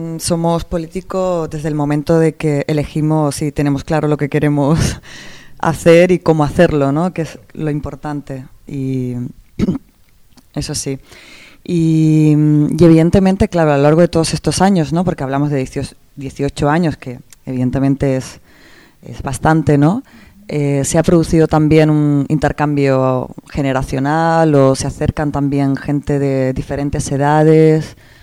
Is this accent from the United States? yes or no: no; Barcelona, Catalonia, Spain; Como también nosotros que venimos desde Barcelona